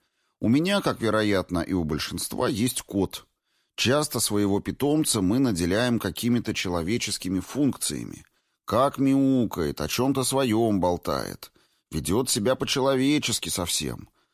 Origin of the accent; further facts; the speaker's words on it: Moscow, Russia; Я коренной москвич. Ведь правда же, многие москвичи время от времени испытывают ощущение, что за МКАДом жизни нет.